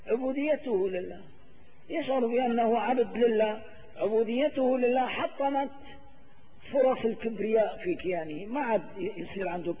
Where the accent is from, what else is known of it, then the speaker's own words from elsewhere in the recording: Syria; إلا في بلدتنا سوريا هذه.